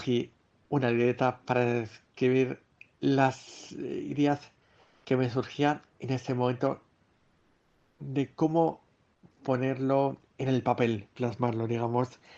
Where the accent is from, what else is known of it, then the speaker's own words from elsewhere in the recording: Madrid, Community of Madrid, Spain; Cuando era pequeño vivía yo en Madrid y los veranos en el mes de julio solía venir a Salamanca.